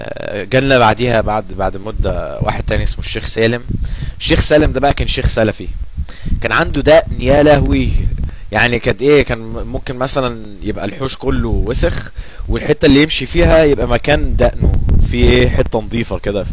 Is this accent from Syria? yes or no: no; Egypt; ولكن في برضو مدارس بتعمل نفس اللي بيعملوه عندنا في مصر